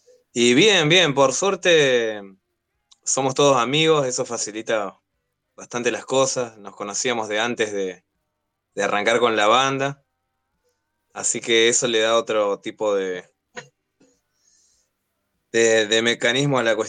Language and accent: Spanish; Florencio Varela, Buenos Aires Province, Argentina; Nosotros somos de Varela, sí.